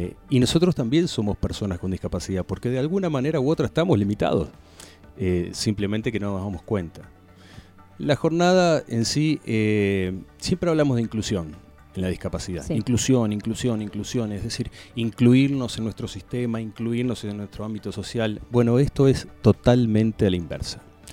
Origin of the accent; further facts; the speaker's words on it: Capilla del Monte, Córdoba, Argentina; cerrarlo en Capilla del Monte. Mi pueblo, mi cuartel, ¿no?